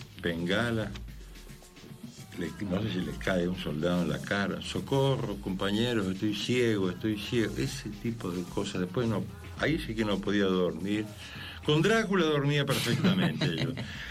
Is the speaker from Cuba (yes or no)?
no; Camilo Aldao, Córdoba, Argentina; also born or lived in Rosario; Pero me crié en Camilo Aldao, un pueblito de la provincia de Córdoba.